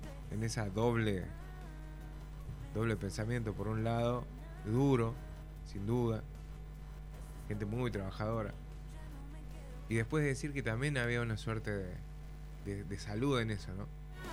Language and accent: Spanish; Tucumán, Argentina; now in Córdoba, Argentina; Tucumán, yo soy de Tucumán